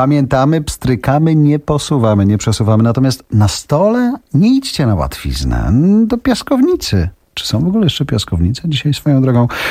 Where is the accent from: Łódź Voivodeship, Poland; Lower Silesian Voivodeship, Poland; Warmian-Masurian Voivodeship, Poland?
Lower Silesian Voivodeship, Poland; Nie wiem skąd słuchasz, ale ja z Dolnego Śląska